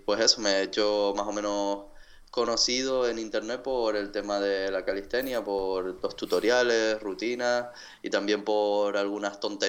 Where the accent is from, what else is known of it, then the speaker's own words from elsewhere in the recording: Tenerife, Canary Islands, Spain; soy de Tenerife, de las Islas Canarias. Tengo 30 años